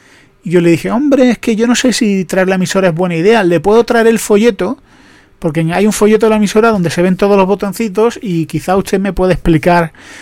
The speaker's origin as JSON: {"language": "Spanish", "region": "Andalusia", "country": "Spain", "said": "soy andaluz, lo siento, es que los andaluces hemos vivido así."}